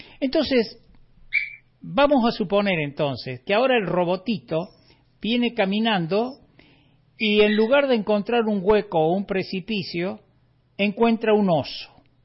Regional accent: Córdoba, Argentina; lo cierto es que yo no soy un habitante de Córdoba, yo soy un hombre del interior de la provincia, vivo en este bosque hermoso del Valle de Parabachasca

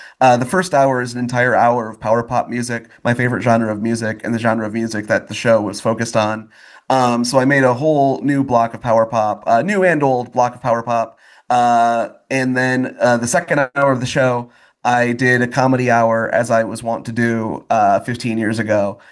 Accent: Grand Blanc, Michigan, United States; From my hometown of Grand Blanc, Michigan.

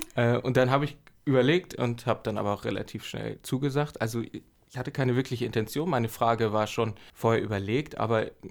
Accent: Flensburg, Schleswig-Holstein, Germany; Ich komme aus Flensburg eigentlich.

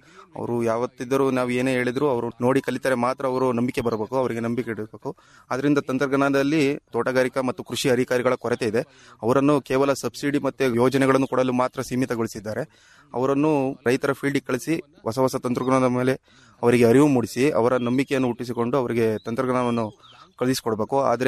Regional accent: Tumakuru, Karnataka, India; ನಾನು ಮೂಲತಃ ತುಮಕೂರಿಂದ ಬಂದಿದ್ದೀನಿ.

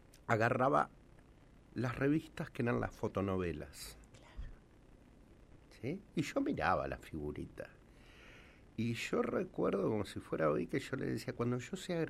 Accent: Huelén, La Pampa, Argentina; also born or lived in Quemú; Yo, bueno, nací en Quemú, como un primer hijo, me fui con mis abuelos, yo prácticamente me crié en Huelén.

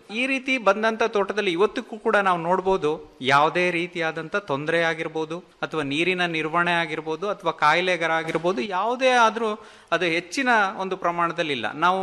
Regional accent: Karnataka, India; ನಾನು ಒಬ್ಬ ಕೃಷಿ ವಿಜ್ಞಾನಿ ಆಗಕ್ಕಿಂತ ಮುಂಚೆ ನಾವೊಬ್ಬ ಕೃಷಿಕನೇ, ಅದು ಅಡಿಕೆ ಕೃಷಿಕರೇ. ನಾವು ಮಲೆನಾಡು ಭಾಗದವರು.

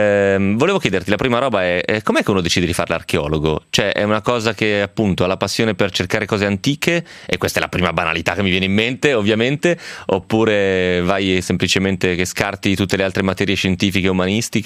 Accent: Romentino, Piedmont, Italy; a Romentino di fianco a casa mia, immagino che si trovi una roba, perché era tipo un insediamento gallico, che io sappia, al mio paese.

